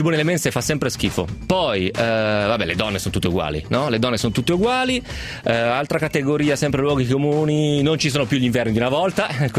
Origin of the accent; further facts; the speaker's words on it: Romentino, Piedmont, Italy; io sono di Romentino, e quindi o mi viene in mente il Ticino o mi viene in mente la Valsesia.